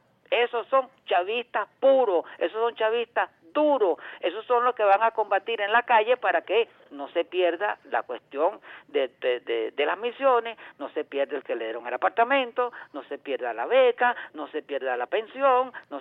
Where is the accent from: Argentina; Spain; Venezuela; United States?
Venezuela; poner las cosas en su lugar como venezolanos que somos, como revolucionarios que queremos ser y como gente inteligente que al fin y al cabo somos.